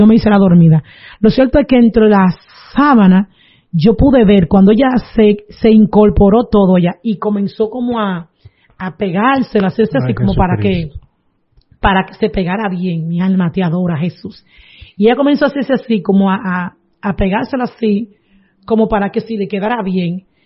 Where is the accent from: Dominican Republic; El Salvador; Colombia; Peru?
Dominican Republic; Palavé; Yo soy de Palabé, y el lugar es otro batey que le llaman Lechería.